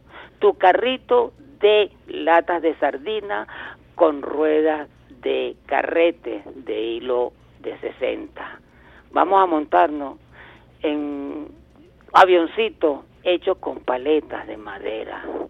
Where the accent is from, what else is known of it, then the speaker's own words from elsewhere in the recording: Venezuela; Vamos a tratar en este momento, y por lo que se avecina, darnos un abrazo como venezolanos, como hermanos que somos.